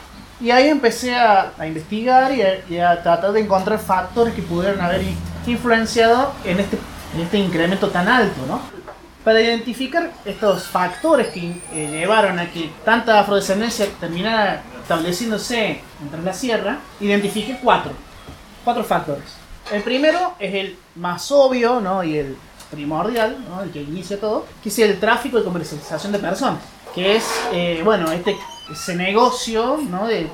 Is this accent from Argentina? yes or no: yes; Nono, Córdoba, Argentina; voy a investigar sobre mi pueblo, sobre Nono